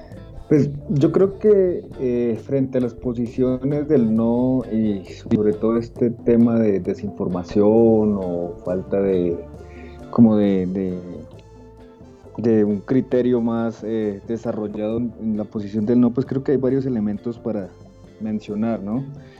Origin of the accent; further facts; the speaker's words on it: Colombia; como colombianos lo hemos sufrido.